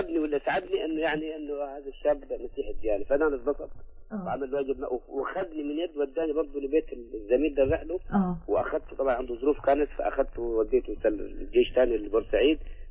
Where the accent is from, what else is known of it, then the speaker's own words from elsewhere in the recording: Port Said, Port Said Governorate, Egypt; بورسعيد انا، وبعدين كان لي صديق من المنيا